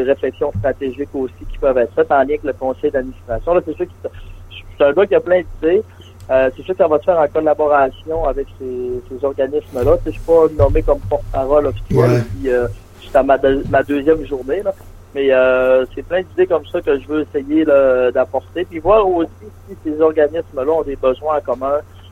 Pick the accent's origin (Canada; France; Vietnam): Canada; Dolbeau-Mistassini, Quebec; Oui, je suis de Dolbeau-Mistassini.